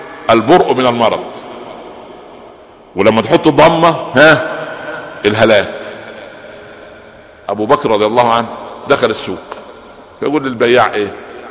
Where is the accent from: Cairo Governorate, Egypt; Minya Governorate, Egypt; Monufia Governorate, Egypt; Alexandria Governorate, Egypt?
Minya Governorate, Egypt; البهنسة دي عندنا في المنيا في الصعيد